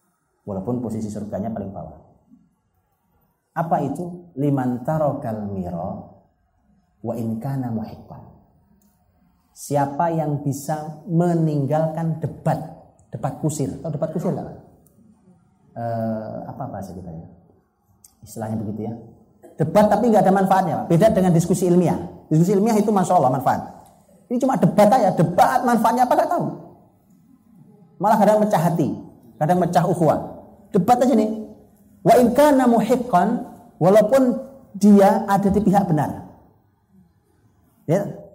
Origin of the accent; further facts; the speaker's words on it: Java, Indonesia; saya sebagai orang Jawa